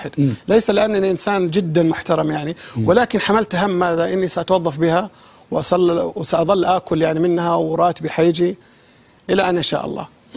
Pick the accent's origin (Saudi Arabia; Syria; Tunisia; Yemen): Saudi Arabia; للأسف بس عندنا في السعودية بالذات